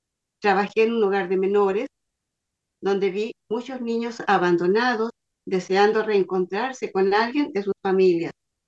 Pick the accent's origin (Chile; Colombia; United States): Chile; San Fernando, O'Higgins; Les saludo desde Chile. Soy de San Fernando, de la sexta región, profesora generalista, orientadora educacional y escritora.